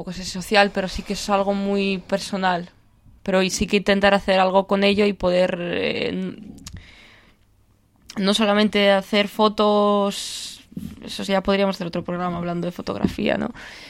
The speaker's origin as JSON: {"language": "Spanish", "country": "Ukraine", "second_language": "Spanish", "said": "yo soy de Ucrania, y el 1 de junio me voy allí a hacer un proyecto de fotografía"}